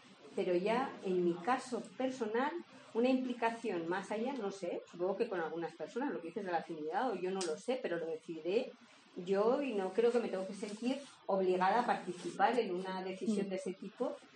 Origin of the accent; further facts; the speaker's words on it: Pamplona, Navarre, Spain; venimos de Pamplona